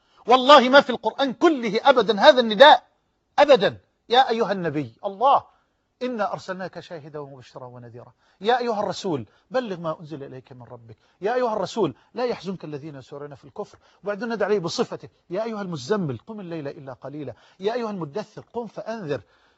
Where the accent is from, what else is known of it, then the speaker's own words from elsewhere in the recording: Egypt; واجعل بلدنا مصر واحة للأمن والأمان